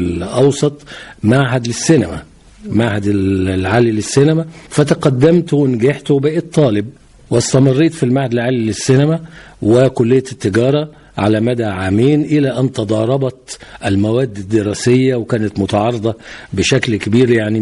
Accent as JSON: {"language": "Arabic", "town": "Giza", "region": "Giza Governorate", "country": "Egypt", "tie": "born there", "also_born_or_lived": "Cairo", "said": "أنا من مواليد الجيزة، أول خط الصعيد، ووالدي الله يرحمه كان من المحلة الكبرى من محافظة الغربية، والدتي الله يرحمها كانت من محافظة المنوفية."}